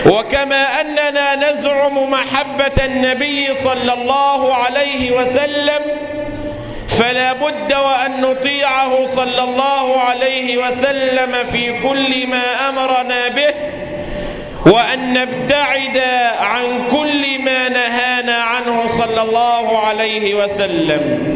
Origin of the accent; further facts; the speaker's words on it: Egypt; اللهم احفظ مصر بلدنا من كل مكروه وسوء